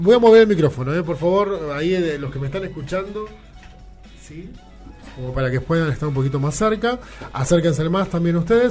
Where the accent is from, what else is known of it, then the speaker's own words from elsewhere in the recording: La Tablada, Buenos Aires Province, Argentina; now in Buenos Aires, Argentina; Algunos pasan del lado de provincia, donde me crié yo. Yo me crié allá en la Tablada con mis viejos. Ahora vivo acá en Barracas